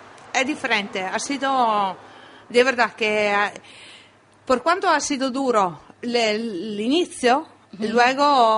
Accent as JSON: {"language": "Spanish", "country": "Italy", "accent": "Italian", "second_language": "Spanish", "said": "Sí, pero soy muy italiana. En el sentido que no, este acento no me lo saco"}